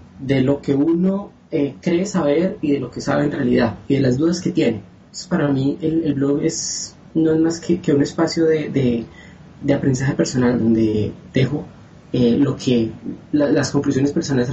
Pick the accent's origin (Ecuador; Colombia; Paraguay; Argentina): Colombia; now in Rio de Janeiro, Brazil; Soy colombiano, pero en este momento me encuentro en Río de Janeiro estudiando y trabajando a distancia con el Ministerio de Educación de Colombia.